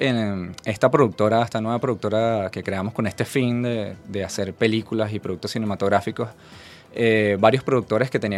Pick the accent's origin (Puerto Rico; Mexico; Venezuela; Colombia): Venezuela; mostrar lo variopinto que somos nosotros como venezolanos.